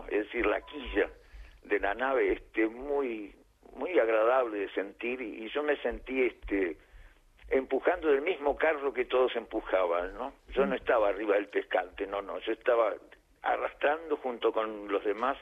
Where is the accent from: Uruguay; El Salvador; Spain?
Uruguay; En el Solís de Montevideo, yo soy uruguayo.